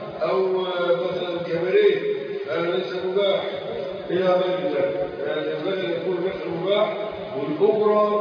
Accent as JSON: {"language": "Arabic", "country": "Egypt", "said": "وهذا الأمر كان منتشر عندنا في مصر"}